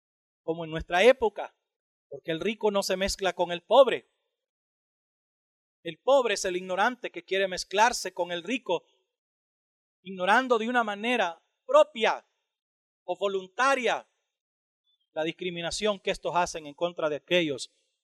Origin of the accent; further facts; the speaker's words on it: El Salvador; Que si yo puedo ser gringo y alemán y ruso al mismo tiempo siendo salvadoreño, eso me permite incurrir en la predicación del evangelio en ese tipo de naciones.